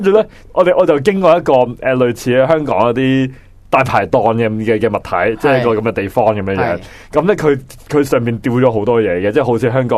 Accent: Guangdong, China; 广东地方大家广东人，我系广东人，佢都系广东人，咁大家啲口味应该相近，

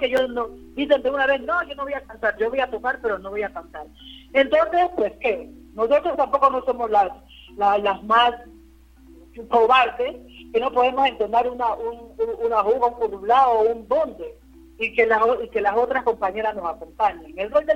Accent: Timbiquí, Cauca, Colombia; en mi pueblo, Timbiquí, los hombres no cantan, las que cantamos somos nosotras las mujeres

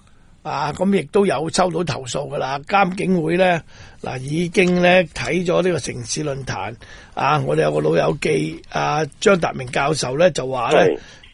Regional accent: Hong Kong; 冇得讲㗎咁呢啲我哋香港人。

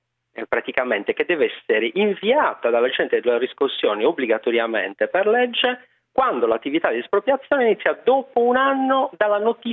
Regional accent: Sardinia, Italy; Esatto, sardo verace.

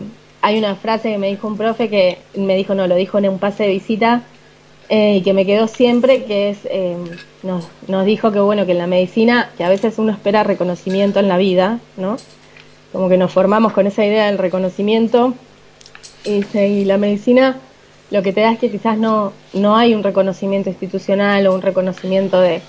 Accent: Argentina; O sea, no, soy argentina.

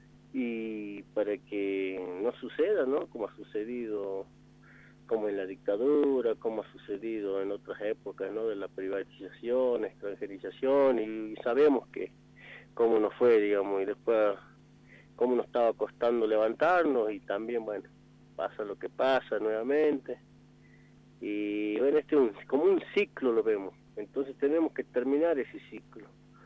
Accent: Jujuy, Argentina; nosotros como buenos ciudadanos argentinos, jujeños, exigimos

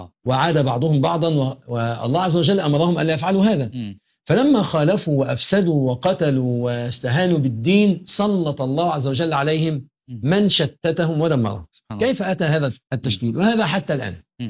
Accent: Egypt; يعني إحنا عندنا في مصر أقول لك المحافظة الفلانية لها صفات كذا

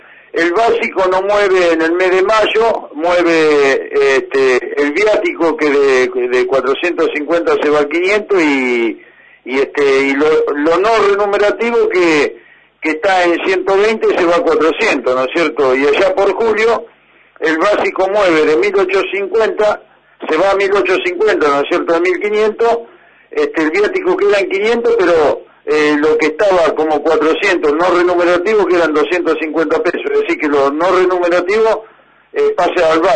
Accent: Argentina; hagamos voto como argentino, como obrero

